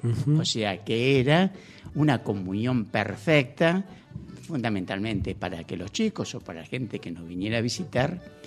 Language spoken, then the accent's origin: Spanish; Ramos Mejía, Buenos Aires Province, Argentina; Yo soy de Ramos Mejía, de más o menos a unos pocos kilómetros de la General Paz, y terminé viviendo, cuando ya me mudé por acá, en pleno campo, en General Las Heras de Buenos Aires, es una zona rural.